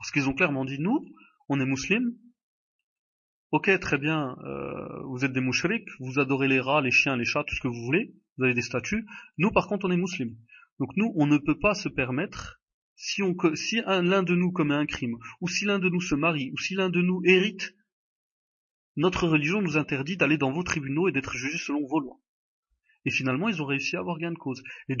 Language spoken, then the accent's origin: French; France; born there; nous les Marocains, quand on va au consulat du Maroc, si vous êtes donc comme moi je suis né en France